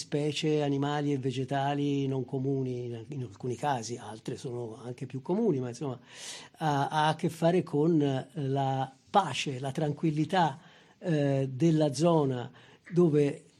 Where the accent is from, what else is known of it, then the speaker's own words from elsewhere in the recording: Loro Ciuffenna, Tuscany, Italy; certamente anche il mio paese, Loro Ciuffenna e tanti luoghi del Prato Magno